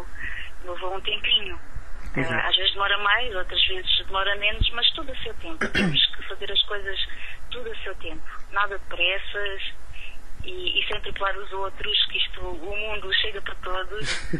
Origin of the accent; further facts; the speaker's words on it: Alentejo, Portugal; uma vez nas festas da minha aldeia, no Alentejo, sou alentejana, pedi se poderia cantar alguns temas.